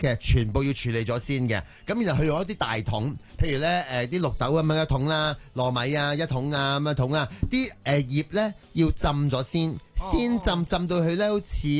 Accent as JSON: {"language": "Cantonese", "town": "Chaozhou", "region": "Guangdong", "country": "China", "said": "我來自潮州啊。"}